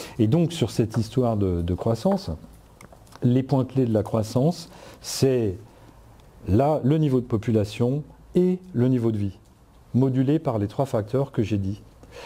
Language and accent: French; Grand Est, France; quand je suis rentré à l'âge de 40 ans dans la région où j'ai grandi, hein, dans le Haut-Rhin, en Alsace